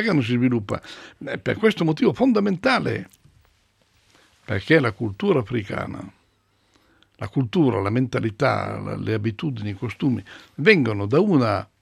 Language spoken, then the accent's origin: Italian; Tronzano Vercellese, Piedmont, Italy; Io vengo dalla provincia di Vercelli.